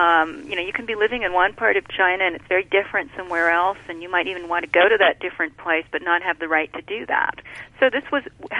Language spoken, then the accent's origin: English; Canada; growing up in Canada, which is not that far away from the U.S.